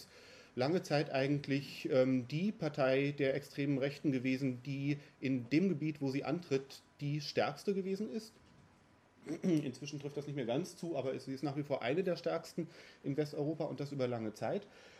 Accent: North Rhine-Westphalia, Germany; als in NRW zum Beispiel, wo ich herkomme

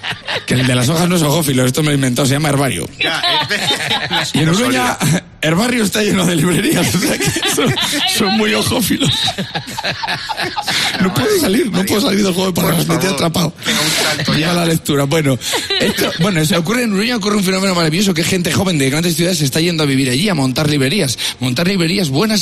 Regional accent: Casasola de Arión, Castile and León, Spain; No te creas tú que he hablado yo de esto porque mi pueblo Casa Sola Darion esté al lado, ¿sabes?

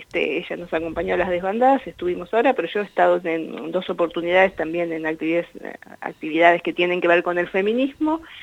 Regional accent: Miguel Riglos, La Pampa, Argentina; moved away as an adult; also born or lived in Santa Rosa; now in Bahía Blanca, Argentina; yo me crié ahí en Miguel Riglos, hice el secundario, después ya me vine a Bahía Blanca, que ahora tengo 48 años, y vivo en Bahía Blanca ya desde los 18, o sea que bueno, hay mucho tiempo transcurrido acá en Bahía Blanca

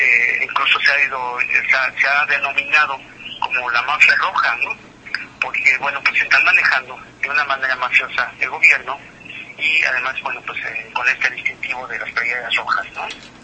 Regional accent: Sonora, Mexico; como un ciudadano del país, digo, no como sonorense, sino como un ciudadano del país

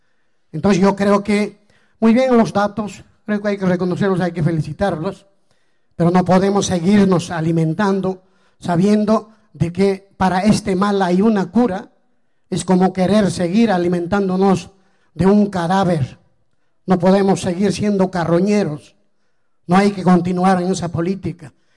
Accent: Apurímac, Peru; Vengo del departamento de Apurímac.

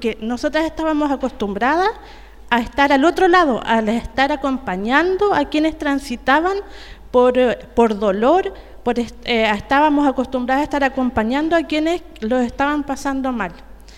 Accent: Temuco, Araucanía, Chile; Yo también soy de Temuco.

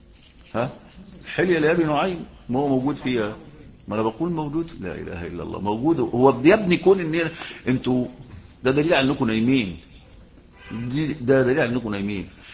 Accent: Egypt; وهم بيأخذوا بهذا في القانون المصري عندنا في مصر

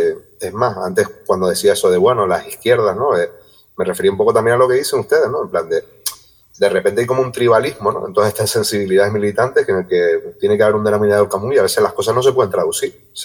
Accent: Canary Islands, Spain; es verdad que las Canarias, por desgracia, tenemos bastantes vínculos, ¿no?

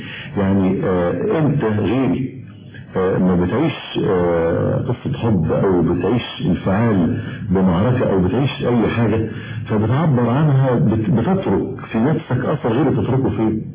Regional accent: Egypt; احنا الثلاثة كمصريين وعايشين في مجتمع مصري

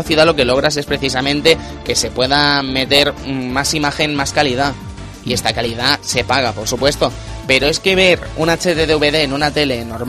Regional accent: Madrid, Community of Madrid, Spain; No me acuerdo, yo soy de Madrid, chacho.

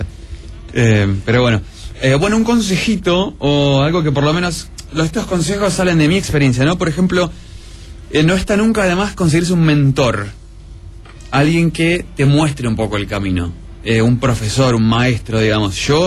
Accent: Argentina; de Argentina, soy mago.

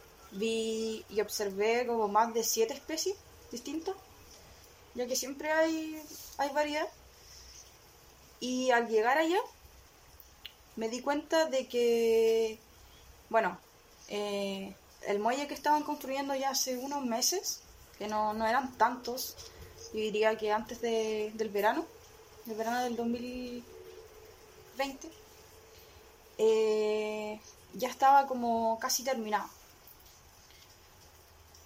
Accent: Laraquete, Biobío, Chile; Araquete, nacida y criada por acá.

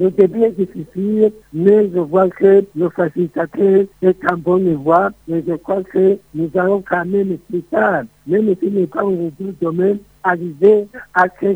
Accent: Burundi; Je crois que les Burundais pourront quand même trouver une paix durable. Tout dépend de nous. Nous sommes des Burundais.

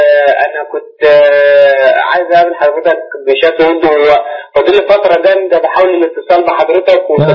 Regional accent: El Marg, Cairo Governorate, Egypt; أنا من المرج يا سيدي

